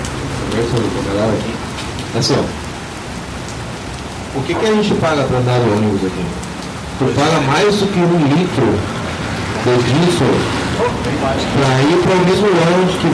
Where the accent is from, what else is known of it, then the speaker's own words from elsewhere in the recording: Panama; Portuguese is a second language; moved away as an adult; now in Brazil; Panamá, minha terra natal. Até eu sair de lá, a passagem de ônibus era 15 centavos de dólar.